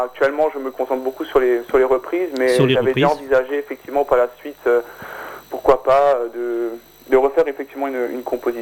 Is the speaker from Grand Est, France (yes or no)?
yes; Grand Est, France; Oui, c'est ça, Bas-Rhin, pour être...